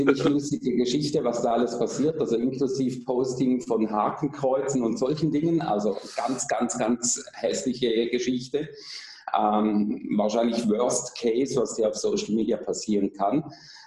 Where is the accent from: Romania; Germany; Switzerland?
Switzerland; ich komme aus der Schweiz